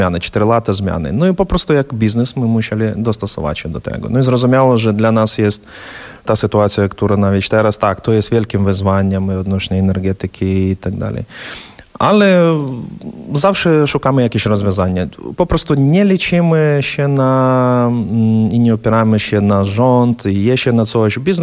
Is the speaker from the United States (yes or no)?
no; Ukraine; Polish is a second language; Ja to nie popieram jako Ukrainiec i nie popieram jako płatnik podatków w Unii Europejskiej.